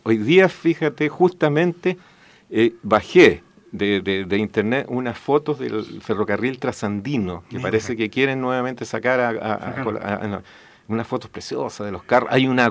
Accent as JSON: {"language": "Spanish", "town": "Vallenar", "region": "Atacama", "country": "Chile", "tie": "born or raised there", "said": "En mi primer libro, que está referido a mi pueblo, a Vallenar, a Huasco, al Valle del Huasco"}